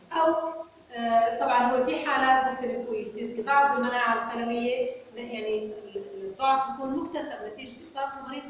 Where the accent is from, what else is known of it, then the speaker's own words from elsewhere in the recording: Syria; الفلو سايتومتر اليوم هي الطريقه المثلى وموجوده عندنا في سوريا